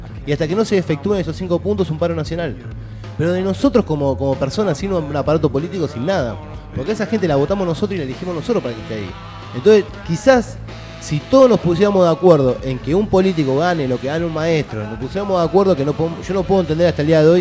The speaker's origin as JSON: {"language": "Spanish", "town": "Moreno", "region": "Buenos Aires Province", "country": "Argentina", "said": "Porque nosotros somos de Moreno"}